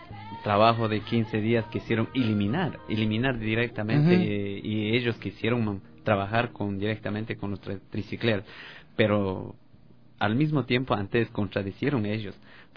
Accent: Ecuador; quiero solidarizar como ecuatoriano.

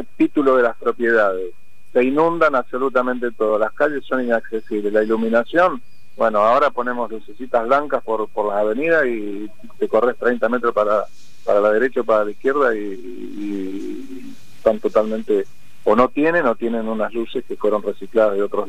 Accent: La Pampa, Argentina; now in Lomas de Zamora, Argentina; Yo vine de la provincia de La Pampa, otros vinieron del norte, del Chaco

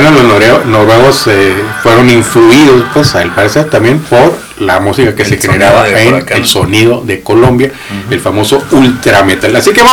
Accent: Mexico; me cometimos un oso como mexicanos ahí también

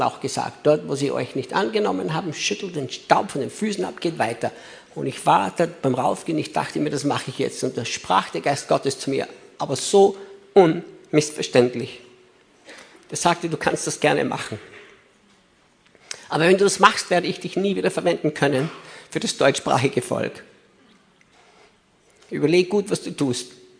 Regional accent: Austria; moved away as an adult; now in United States; als Gott uns damals von Österreich nach Amerika schickte

